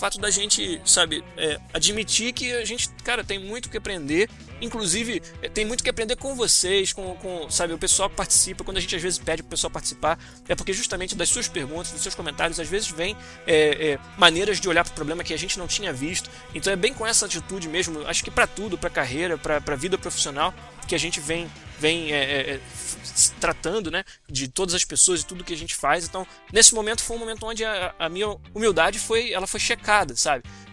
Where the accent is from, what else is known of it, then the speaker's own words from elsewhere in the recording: Rio de Janeiro, Brazil; also born or lived in Florianópolis; Eu falo biscoito porque eu sou carioca, pô.